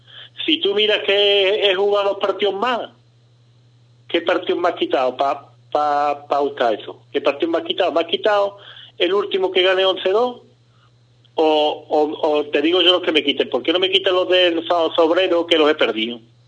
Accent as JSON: {"language": "Spanish", "town": "Cádiz", "region": "Andalusia", "country": "Spain", "said": "Como si nosotros fuéramos de Segovia, nosotros somos de Cádiz."}